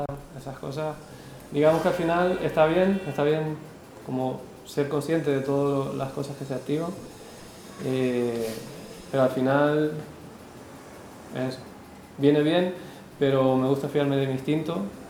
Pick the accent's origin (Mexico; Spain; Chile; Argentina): Spain; Lanzarote, Canary Islands; now in Cali, Colombia; después surgió una beca de la isla donde soy yo, de Lanzarote.